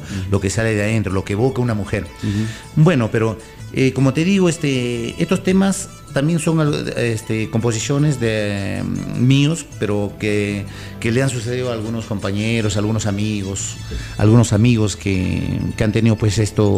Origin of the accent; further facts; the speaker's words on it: Ica, Peru; moved away as an adult; now in Huaraz, Peru; yo cuando recién llegué acá a Huaraz en los años 90, yo soy de natural de Ica.